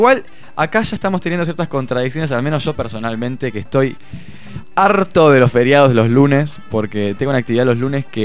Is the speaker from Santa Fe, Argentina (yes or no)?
no; La Plata, Buenos Aires Province, Argentina; Soy platense, sí, lamentablemente.